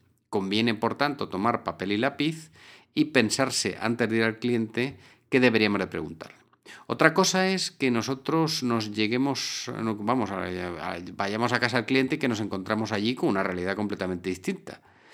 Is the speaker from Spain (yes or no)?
yes; Spain; en mi país, en España, hay una región de España reputada porque siempre a una pregunta responden con otra